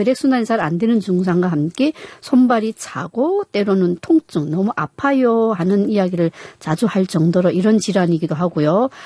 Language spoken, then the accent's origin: Korean; North Korea; now in South Korea; 예, 그만큼 한국은 북한보다는 훨씬 따뜻하고요.